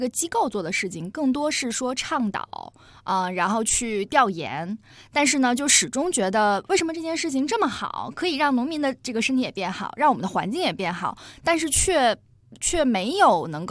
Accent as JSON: {"language": "Chinese", "region": "Tianjin", "country": "China", "lives_now": "Beijing, China", "said": "我是天津人。"}